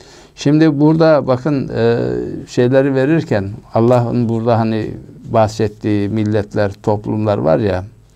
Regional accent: İzmir, Turkey; Mesela biz İzmirliler olarak da Efes'i ele alalım.

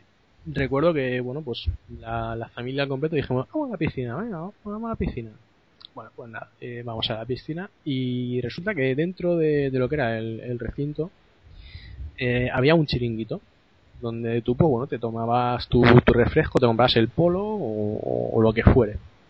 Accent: Benetússer, Valencian Community, Spain; voy a remontarme a uno de los acontecimientos históricos de mi pueblo, de Benetúser, ¿vale?

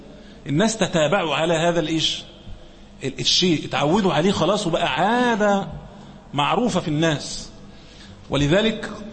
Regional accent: Egypt; مثلا عندنا في مصر هنا عرفا

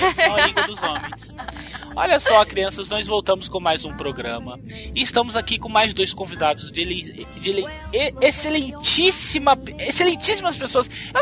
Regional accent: São Paulo, Brazil; De São Paulo também, meu!

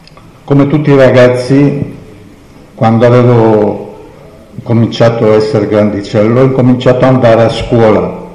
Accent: Rhodes, South Aegean, Greece; now in Italy; sono nato a Rodi, nell'isola delle Rose. Facevo parte di una comunità ebraica composta da 5.000-6.000 persone.

